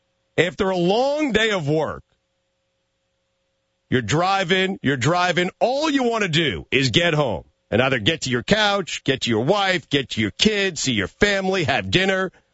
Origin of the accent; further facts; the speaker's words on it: Long Island, New York, United States; And that's where I grew up, dog. So I grew up listening to you out in Long Island.